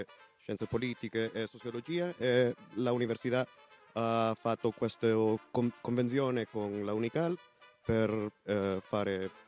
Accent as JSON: {"language": "Italian", "country": "Honduras", "second_language": "Italian", "moved": "yes", "lives_now": "Italy", "said": "Poi sono arrivato dall'Honduras 3 mesi fa."}